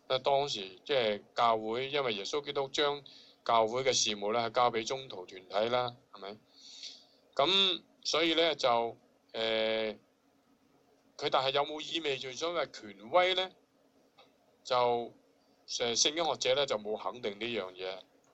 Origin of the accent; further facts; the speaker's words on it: China; 我哋中國人特別醒嘅